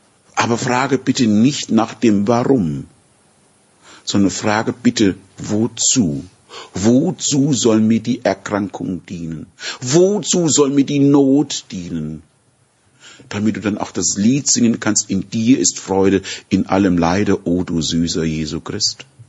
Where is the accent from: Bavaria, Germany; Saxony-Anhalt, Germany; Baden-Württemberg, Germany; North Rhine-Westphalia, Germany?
Bavaria, Germany; Würzburg; born there; So wie ich über in Würzburg, in meiner Geburtsstadt, über die alte Mainbrücke gehen kann